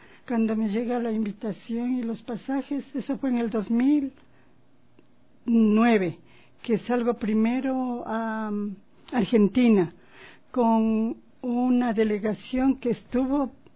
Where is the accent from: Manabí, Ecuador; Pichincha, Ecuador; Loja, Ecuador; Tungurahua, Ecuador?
Tungurahua, Ecuador; Baños; En mis presentaciones yo siempre paso los videos de mi tierra, que es Baños de Tungurahua y también de Ambato.